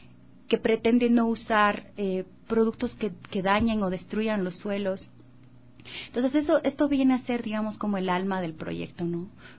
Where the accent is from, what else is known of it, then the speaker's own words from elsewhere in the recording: Macas, Morona Santiago, Ecuador; Yo soy de Morona, Santiago, de Macas.